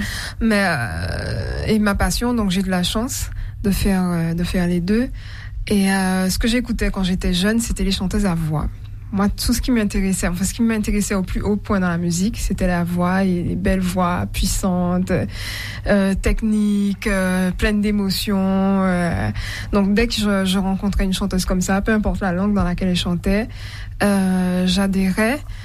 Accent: Guadeloupe; Alors, je suis de la Grande Terre, de la vraie.

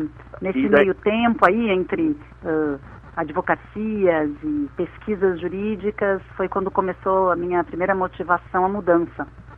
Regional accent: Rio Grande do Sul, Brazil; Eu sou gaúcha, residente de Porto Alegre, uma cidadã do mundo

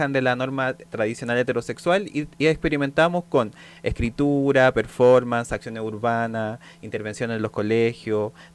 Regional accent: La Pintana, Santiago Metropolitan Region, Chile; Mi infancia la viví en La Pintana, en la población Pablo de Roca.

